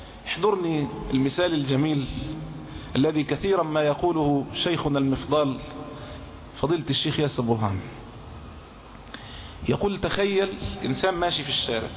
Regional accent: Egypt; يعني الجنيه عندنا في مصر يساوي 100 قرش

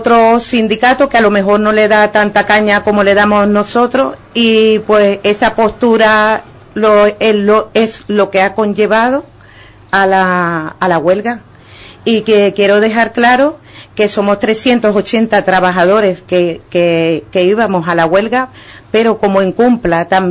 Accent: Ubrique, Andalusia, Spain; que el Ayuntamiento de Ubrique, porque hablo por mi pueblo al cual pertenezco, también nos apoye

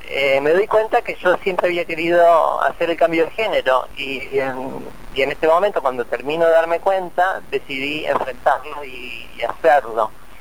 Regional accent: Bahía Blanca, Buenos Aires Province, Argentina; also born or lived in La Plata; now in New York, United States; Me fui a vivir a La Plata, yo soy de Bahía Blanca, primero fui a La Plata a hacer psicología, porque no estaba en Bahía Blanca, estuve un semestre en La Plata, después fui a Buenos Aires, terminé la carrera y me fui a vivir a Nueva York.

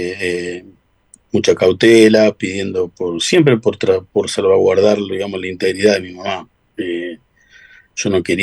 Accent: Las Rosas, Santa Fe, Argentina; also born or lived in Rosario; Cuando regreso que hago un regreso desde de Rosario a mi pueblo, a Las Rosas.

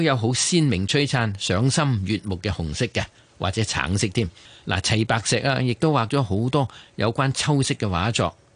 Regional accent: Guangdong, China; 成个汤水嘅灵感系嚟自咧我哋广府人时时饮嘅咸鱼头白菜豆腐汤嘅

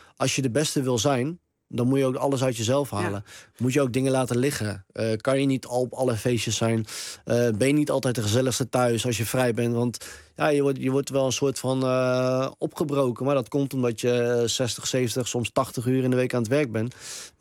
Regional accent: Harderwijk, Gelderland, Netherlands; Ik kom ook uit Harderwijk.

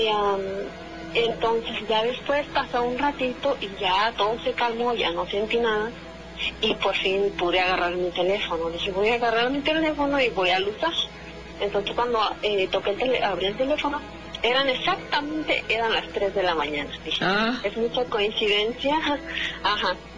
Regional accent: Hidalgo, Mexico; cuando yo vivía en casa de mis papás, yo soy de Hidalgo. Vivía en casa de mis papás, yo era más chica.

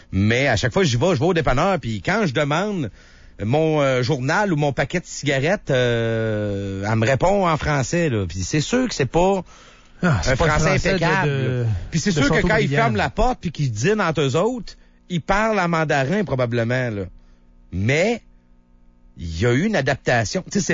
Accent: Notre-Dame-de-Lourdes, Quebec, Canada; Non, mon vrai village, là, c'est Notre-Dame de Lourdes.

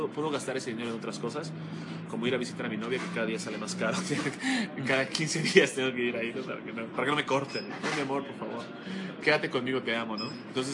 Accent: Mexico; porque soy mexicano, no hay manera de evadirlo

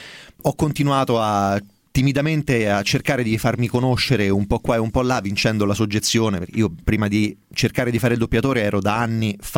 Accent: Viterbo, Lazio, Italy; beh, sono di Viterbo, quindi in qualche modo.

